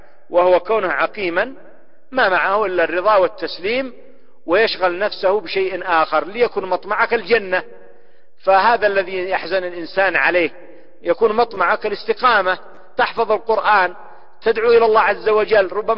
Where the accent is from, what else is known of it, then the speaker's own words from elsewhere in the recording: Yemen; وهكذا كالحياة عندنا في اليمن،